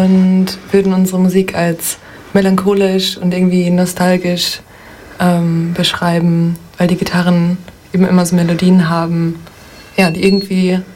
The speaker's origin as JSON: {"language": "German", "town": "Duisburg", "region": "North Rhine-Westphalia", "country": "Germany", "tie": "born or raised there", "lives_now": "Kiel, Germany", "said": "Ja, ich würde sagen, ich komme aus Kiel, aber es stimmt nicht ganz. Ich bin in Duisburg aufgewachsen, aber Kiel ist meine Wahlheimat."}